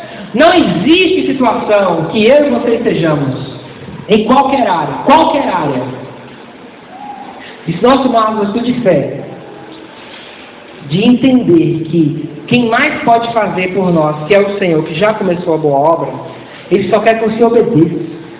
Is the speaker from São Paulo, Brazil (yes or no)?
no; Bahia, Brazil; Eu seria extremamente ofendido se uma pessoa do Sul falasse isso, mas como baiano, fala baiano.